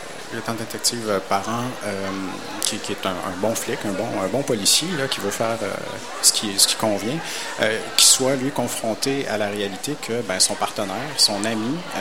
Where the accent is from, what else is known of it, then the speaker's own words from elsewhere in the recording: Quebec, Canada; Je viens d'Abitibi, je viens d'une petite ville où la population autochtone est très nombreuse. J'ai grandi avec la conscience d'une distinction qui était faite